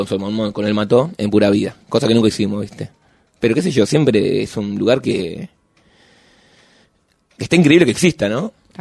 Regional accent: La Plata, Buenos Aires Province, Argentina; Yo soy platense.

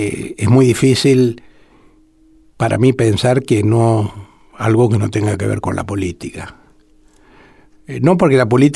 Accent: Argentina; como tantos argentinos

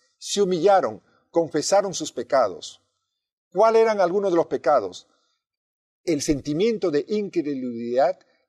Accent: Peru; also born or lived in Argentina / Mexico; Esto ocurrió no solamente en mi país de origen, en el Perú, sino también en la Argentina y en México.

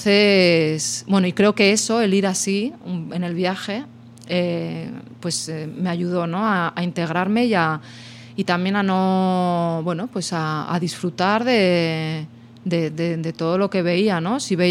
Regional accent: Torquemada, Castile and León, Spain; A mi pueblo, a Torquemada, ahí.

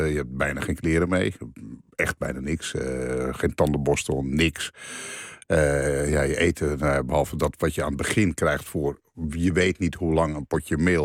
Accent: Alkmaar, North Holland, Netherlands; also born or lived in Veenendaal; Mijn ouders komen uit Groningen, Friesland. Mijn vader was gemeenteambtenaar en ik ben geboren, dus verhuisd om zoveel tijd. Ik ben geboren in Veenendaal, maar helemaal opgegroeid in Alkmaar.

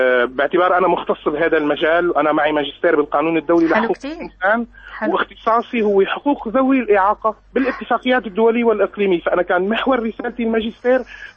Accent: Syria; أنه نحن عندنا بسوريا الكلمة المستخدمة هي كلمة نفسه تماماً

